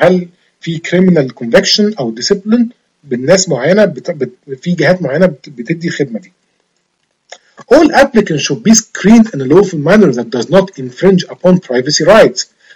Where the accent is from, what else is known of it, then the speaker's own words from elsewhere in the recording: Egypt; زي عندنا في مصر اسمه الفيش والتشبيه.